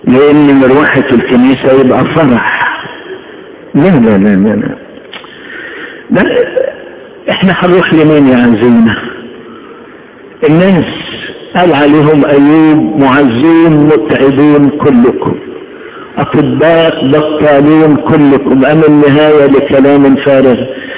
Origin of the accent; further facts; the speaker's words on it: Upper Egypt, Egypt; عيشتنا في الصعيد في طفولتنا. احنا هدينا وطفشنا من الصعيد